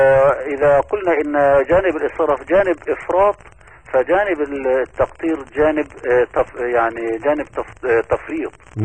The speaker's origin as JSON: {"language": "Arabic", "country": "Egypt", "said": "ونحن نعلم أن بلدنا مصر العزيزة يعني تمر بمراحل وتحديات كثيرة"}